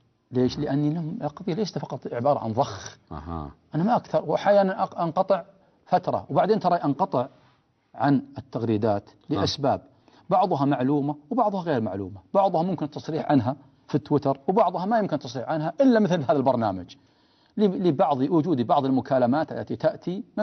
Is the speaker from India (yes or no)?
no; Riyadh, Riyadh Province, Saudi Arabia; مقارنة بالصف والصفين اللي عندنا في الرياض مثلا،